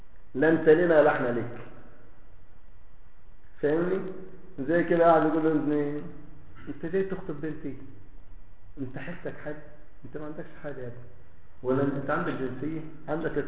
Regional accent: Egypt; عندنا في مصر يقول له دارينا بسكاتك

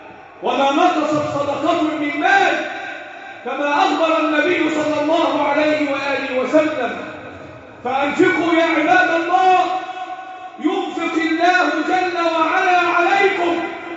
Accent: Egypt; اللهم احفظ بلدنا مصر وسائر بلاد

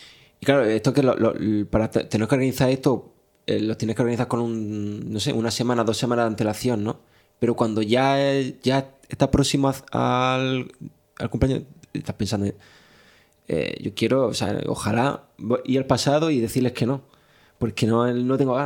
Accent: Motril, Andalusia, Spain; Yo los veranos lo paso en Motril, que es donde yo nací y crecí.

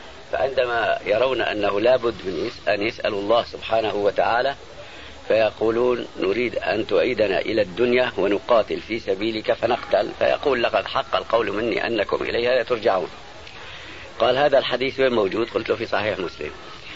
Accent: Aleppo, Aleppo Governorate, Syria; الشيخ عبد الله سراج عندنا في حلب

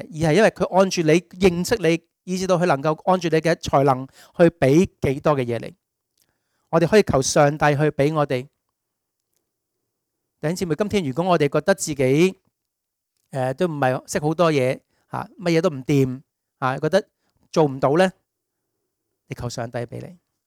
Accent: Hong Kong; 我哋香港人對待啲外佣一樣

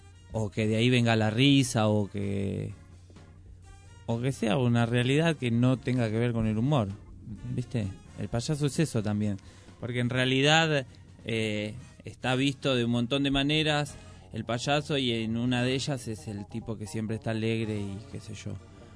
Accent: Merlo, Buenos Aires Province, Argentina; nosotros somos de Merlo, los chicos de Moreno

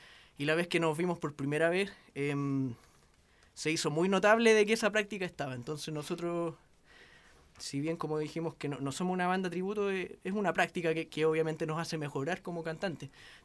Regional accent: La Florida, Santiago Metropolitan, Chile; soy de la Florida, por si algo importa.

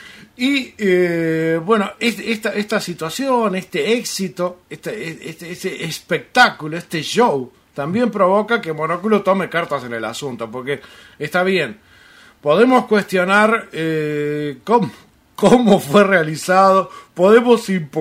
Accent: Uruguay; Para mí, como uruguayo, eso me generó una deuda eterna con Estados Unidos.

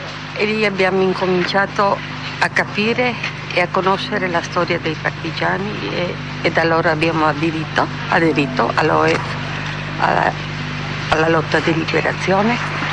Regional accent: Gorizia, Friuli-Venezia Giulia, Italy

